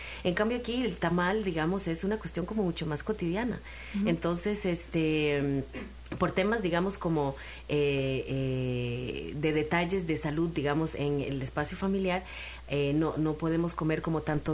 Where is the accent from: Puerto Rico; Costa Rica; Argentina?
Costa Rica; now in Mexico; Y soy costarricense, de Costa Rica, un país muy chiquitito, chiquitito comparado con México.